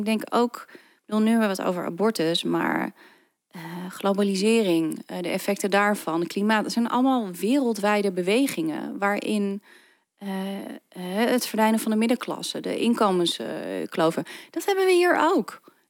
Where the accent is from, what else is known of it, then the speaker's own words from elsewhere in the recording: Netherlands; Ik kom uit Nederland.